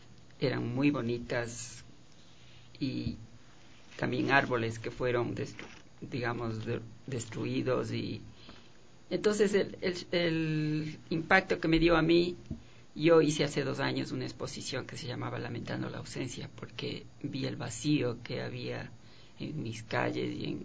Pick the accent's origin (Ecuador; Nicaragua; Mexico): Ecuador; Quito, Pichincha; Nacida en Quito y viví 30 años en La Mariscal, eso es importante decir